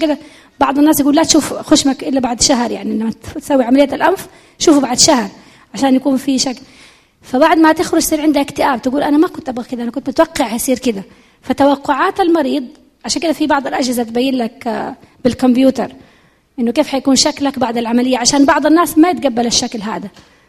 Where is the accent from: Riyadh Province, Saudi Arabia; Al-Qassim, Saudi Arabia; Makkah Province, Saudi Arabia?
Makkah Province, Saudi Arabia; Jeddah; وأفضل أنه يبدأ عندنا في جدة.